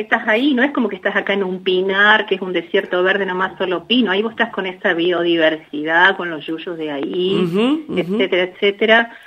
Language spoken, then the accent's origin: Spanish; Argentina; Nosotros somos de Argentina.